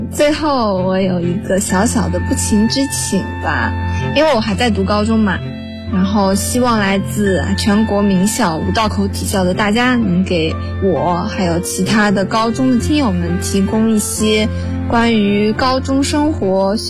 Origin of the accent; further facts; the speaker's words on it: Suzhou, Jiangsu, China; 我是来自江苏苏州的一名高二学生。